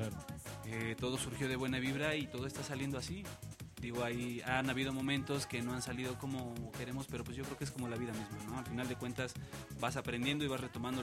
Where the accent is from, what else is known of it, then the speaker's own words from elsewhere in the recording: Mexico; en las raíces que nos forman como seres humanos, como mexicanos.